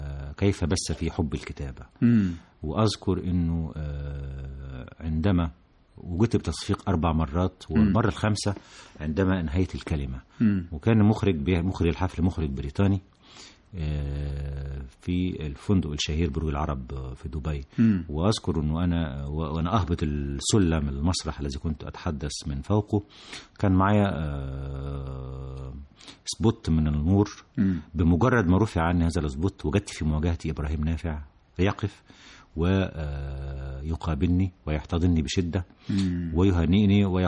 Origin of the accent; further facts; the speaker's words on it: Egypt; لما أعلنت الجائزة الحقيقة كنت أنا فقط من مصر